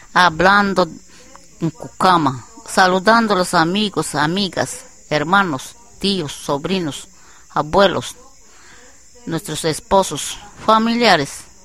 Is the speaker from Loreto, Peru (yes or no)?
yes; Nauta, Loreto, Peru; Yo soy natural de Nauta.